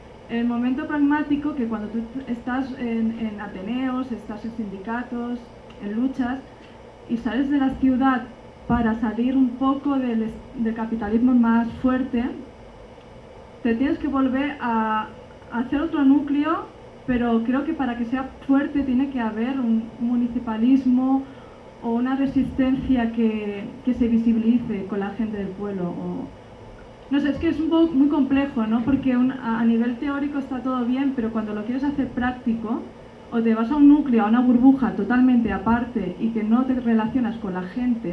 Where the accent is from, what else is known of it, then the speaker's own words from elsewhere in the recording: Barcelona, Catalonia, Spain; yo vengo de Barcelona y allí hacemos muchos grupos de debate sobre ecología social